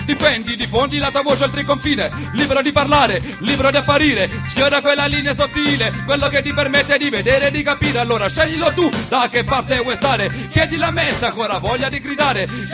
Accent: Taranto, Apulia, Italy; vengo da Taranto.

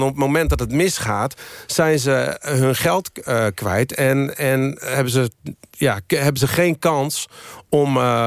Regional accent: Netherlands; Ik kon heel goed uitleggen waarom ik als Nederlander die artiesten mee naar Europa wilde nemen.

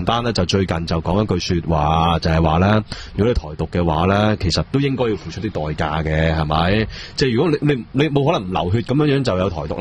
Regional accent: Hong Kong

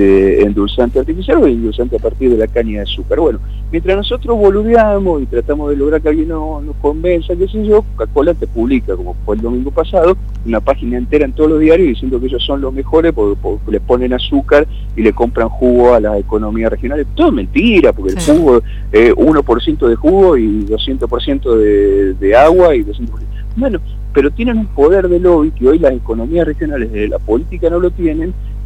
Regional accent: Buenos Aires, Argentina; y lo digo como porteño que soy, nacido en Parque Patricio

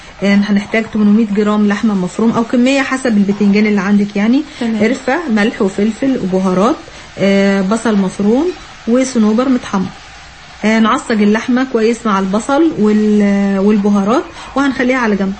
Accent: Egypt; والله حتى لو مالي بالثوم عندنا في مصر

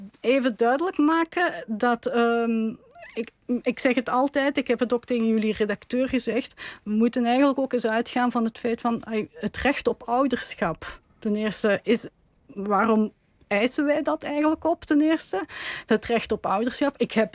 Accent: Limburg, Belgium; ik kom uit Belgisch Limburg met een inwonersaantal van bijna 900.000. Limburgers.

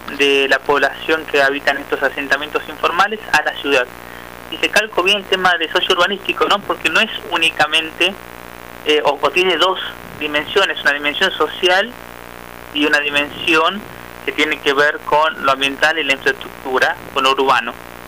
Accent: Jujuy, Argentina; moved away as an adult; now in Buenos Aires, Argentina; Yo soy de Jujuy, vine a en Buenos Aires en el año 2008, me recibí de abogado en Jujuy, vine a hacer unos estudios de posgrados acá en Buenos Aires.

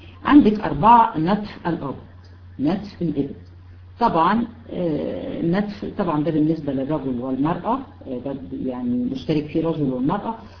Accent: Egypt; احنا طبعا بالنسبة هنا عندنا في مصر بالنسبة للولاد

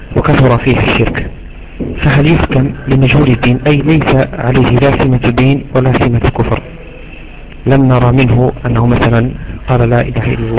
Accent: Morocco; نعيشه نحن هنا عندنا في المغرب

